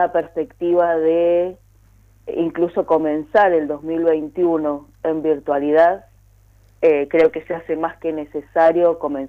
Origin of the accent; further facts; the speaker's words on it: Mendoza, Argentina; tenemos que salir como pueblo mendocino en su conjunto a rechazarla